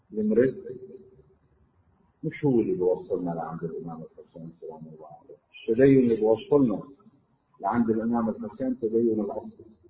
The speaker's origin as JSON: {"language": "Arabic", "country": "Lebanon", "said": "وبعد في مطارح عندنا بلبنان مي ما فيها"}